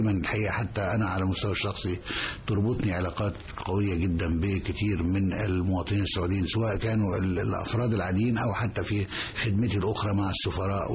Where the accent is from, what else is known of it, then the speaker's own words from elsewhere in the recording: Egypt; لما كنت بتعامل انا كمصري او كعضو من السفاره المصريه